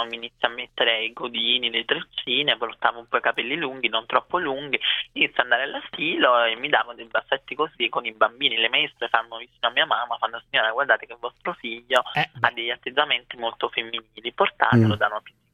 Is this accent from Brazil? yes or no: yes; Brazil; sono brasiliana